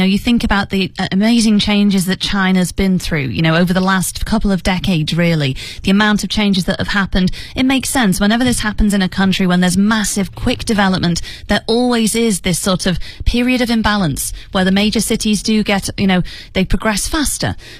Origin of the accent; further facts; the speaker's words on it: United Kingdom; And as a Brit